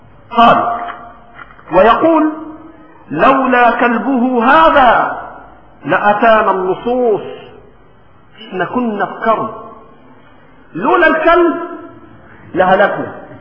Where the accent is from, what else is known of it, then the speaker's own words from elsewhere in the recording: Egypt; ولكن في لهجتنا المصرية بنقول إيه؟ شلاه شلاه